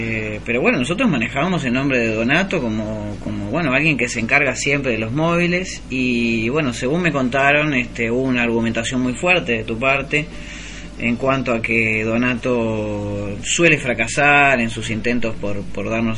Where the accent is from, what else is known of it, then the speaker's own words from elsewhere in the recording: Uruguay; nosotros como somos uruguayos